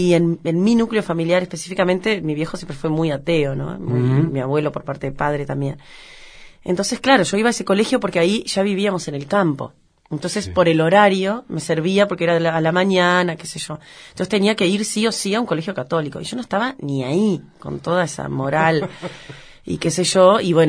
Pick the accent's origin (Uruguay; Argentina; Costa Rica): Uruguay; Paysandú; also born or lived in Montevideo; Nací en Montevideo, pero al día siguiente ya estaba en Paysandú. Viví toda mi infancia ahí en Paysandú. Se podría decir que nací en Paysandú, es lo mismo. Y sí, me crié muy cerca del río, Uruguay. Me crié mucho, estuve mucho en el campo.